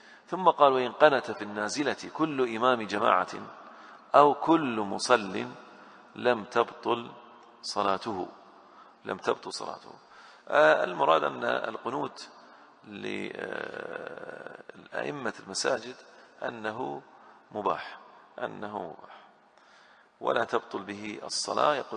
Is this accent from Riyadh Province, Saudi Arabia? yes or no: no; Al-Ahsa, Eastern Province, Saudi Arabia; أنا بالنسبة لي أدركت الناس في الأحساء ما أحد يصلي أقل من 20